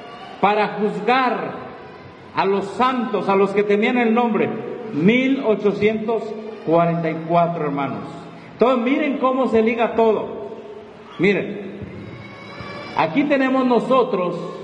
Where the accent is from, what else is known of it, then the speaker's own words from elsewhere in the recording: Mexico; todos somos vecinos de Estados Unidos, somos mexicanos.